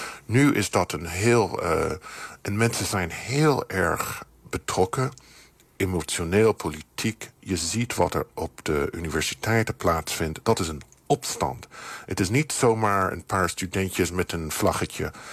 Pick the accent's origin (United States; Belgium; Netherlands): United States; Jonge mensen in de Verenigde Staten, waar ik vandaan kom, onder de 40